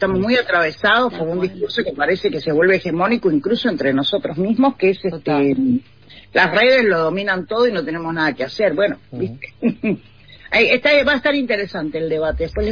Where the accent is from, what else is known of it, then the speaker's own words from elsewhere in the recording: Uruguay; now in Argentina; Yo que vengo de Uruguay, llegué en el 92, 93 a vivir a Argentina y no pasaba eso.